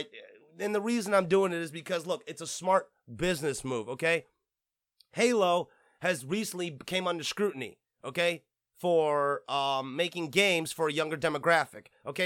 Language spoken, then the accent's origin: English; Flint, Michigan, United States; Okay, and for the record, I'm technically from Michigan. Okay, technically I'm from fucking Flint.